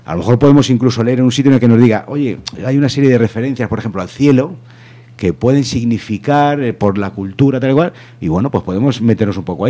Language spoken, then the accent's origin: Spanish; Madrid, Community of Madrid, Spain; el país en el que vivo y conocer una realidad que yo, como burgués castellano y de Madrid, no conocería de otra manera.